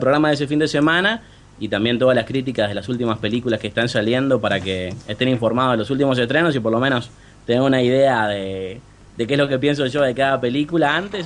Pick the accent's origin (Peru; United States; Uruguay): Uruguay; les aclaraba a la gente, pero mirá que soy uruguayo.